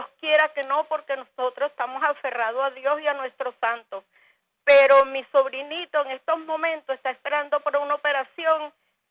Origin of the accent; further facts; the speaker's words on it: Guárico, Venezuela; Nosotros somos del Guárico